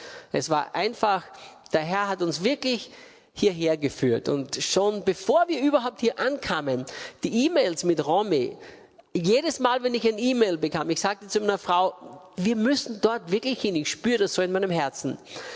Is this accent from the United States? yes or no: no; Austria; also born or lived in England; bin Österreicher, geboren und aufgewachsen in Österreich.